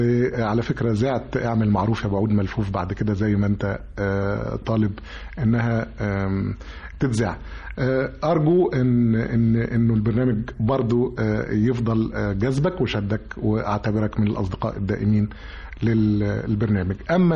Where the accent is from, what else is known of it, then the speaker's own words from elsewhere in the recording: Egypt; انا مصري زيك وبحب بلدي جدا ومنتملها جدا